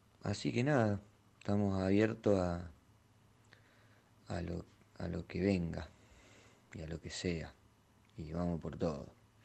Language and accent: Spanish; Villa María, Córdoba, Argentina; Nosotros somos tres de Villa María y Adrián de Buenos Aires